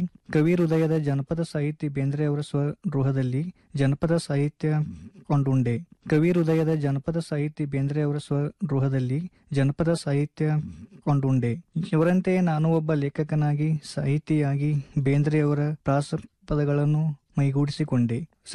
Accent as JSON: {"language": "Kannada", "town": "Dodawad", "region": "Karnataka", "country": "India", "lives_now": "Dharwad, India", "said": "ನಾನು ಬೆಳಗಾವಿ ಜಿಲ್ಲೆಯ ಅಥಣಿ ತಾಲೂಕಿನ ದೊಡವಾಡ ಎಂಬ ಪುಟ್ಟ ಗ್ರಾಮದವನು. ನಾನು ಧಾರವಾಡದಲ್ಲಿ 3ನೇ ವರ್ಷ ಸಂಗೀತ ವಿದ್ಯಾಭ್ಯಾಸವನ್ನು ಮಾಡುತ್ತಿದ್ದೇನೆ."}